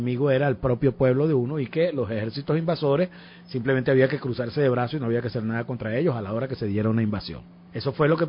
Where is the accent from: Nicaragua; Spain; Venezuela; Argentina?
Venezuela; Yo, como venezolano, quiero hacer unos comentarios al respecto.